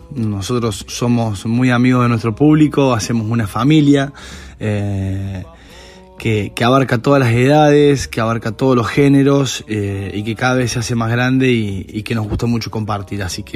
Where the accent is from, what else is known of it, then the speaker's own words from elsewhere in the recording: Bolivia; Somos una banda de cinco amigos, de cinco personas, de Bolivia